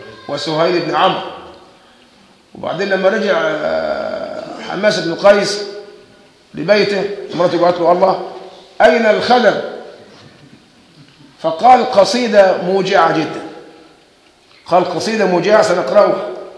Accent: Egypt; بس احنا كمصريين دمنا خفيف

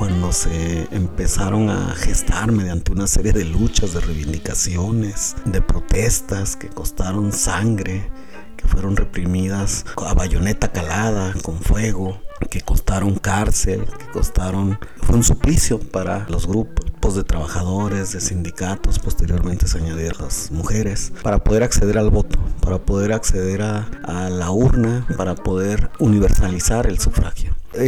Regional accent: Mexico; y aquí en mi país, México

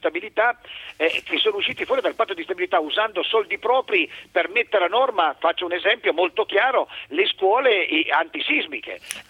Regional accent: Turin, Piedmont, Italy; ma sono di Torino

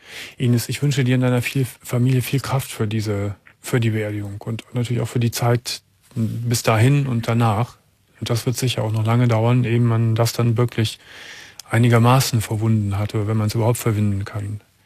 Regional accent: Gummersbach, North Rhine-Westphalia, Germany; born there; Ich bin in 50 Kilometer von Köln geboren, aber das ist mentalitätsmäßig sehr weit weg. Das ist in Gummersbach.

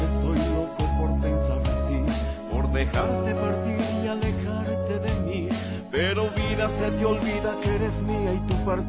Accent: Quito, Pichincha, Ecuador; Bueno, soy de aquí de Quito. Nací en el año de 1973, 10 de diciembre.

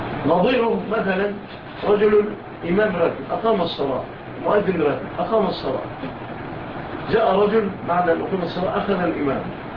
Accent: Egypt; وجاء مع الفاتحين إلى بلادنا مصر

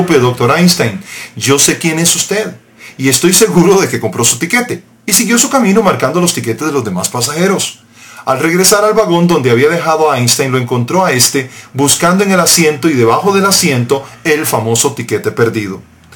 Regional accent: Heredia, Costa Rica; Él nos llevó a un pequeño aposento alto en mi provincia natal, Heredia, en Costa Rica

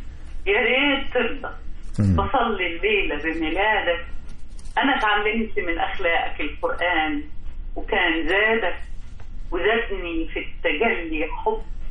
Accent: Egypt; كل الاحتلالات دخلت مصر اخذت مننا وخرجت، احنا ما خدناش منها

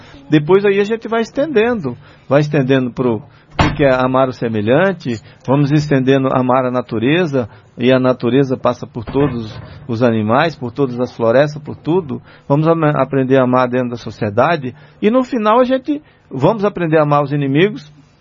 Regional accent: Patamuté, Bahia, Brazil; Eu me lembro que eu era um rapazinho assim, de 15 para 16 anos, voltei lá na minha terra, lá em Patamuté, né?

